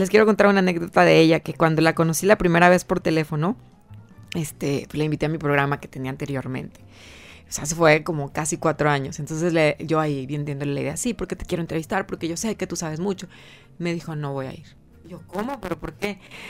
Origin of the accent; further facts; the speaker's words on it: Acapulco, Guerrero, Mexico; yo crecí en Acapulco, es haz de cuenta que tengo ahí todos mis recuerdos, adoro me encanta Guerrero